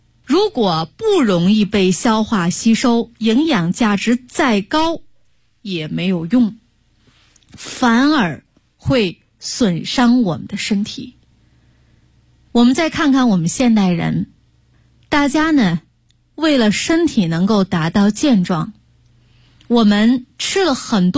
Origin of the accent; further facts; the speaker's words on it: China; 我们中国人